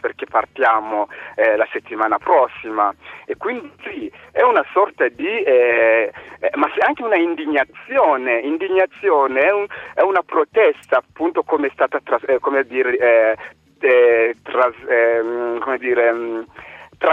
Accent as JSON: {"language": "Italian", "country": "DR Congo", "said": "preciso che provengo dalla Repubblica Democratica del Congo"}